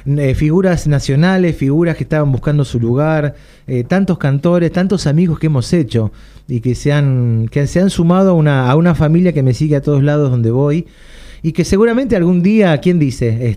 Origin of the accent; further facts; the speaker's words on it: Punta Alta, Buenos Aires Province, Argentina; born there; Punta Alta, provincia de Buenos Aires.